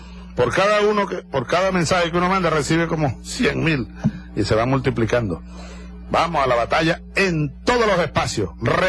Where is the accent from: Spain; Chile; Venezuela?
Venezuela; me siento, bueno, venezolano, comprometido con todos.